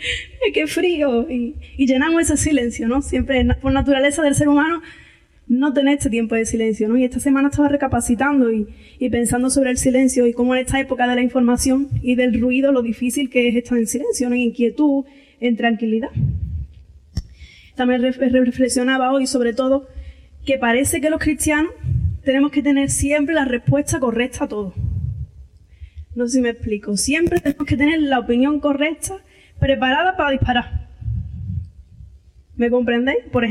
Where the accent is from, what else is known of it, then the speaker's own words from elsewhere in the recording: Andalusia, Spain; porque yo, como buena andaluza, hablo mucho